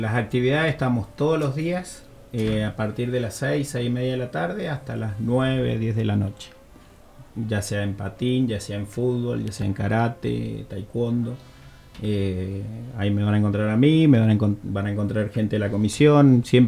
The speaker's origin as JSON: {"language": "Spanish", "town": "Guaymallén", "region": "Mendoza", "country": "Argentina", "said": "sí, somos todos de Guaymallén, vecinos"}